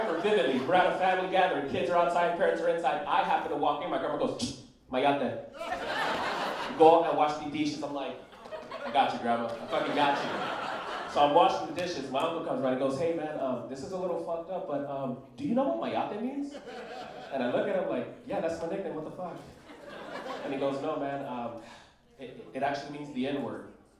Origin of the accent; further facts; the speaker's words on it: Los Angeles, California, United States; how it works, but I believe that makes me Dominican. I just run with the shit. And it was weird growing up in East LA, very weird, because I'm the first black kid born into my mother's family.